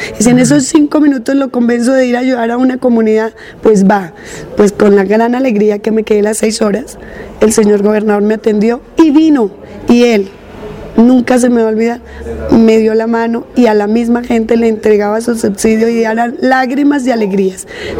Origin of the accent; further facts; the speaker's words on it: Soacha, Cundinamarca, Colombia; Resulta que yo no sabía nada de mi pueblo, de mi Soacha